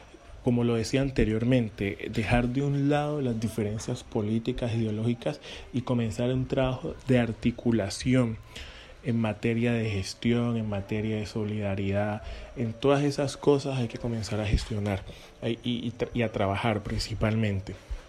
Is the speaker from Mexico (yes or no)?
no; Buenaventura, Valle del Cauca, Colombia; nos permite, al menos como bonaerense, poder decir y reclamar que necesitamos recursos para inversión en materia de salud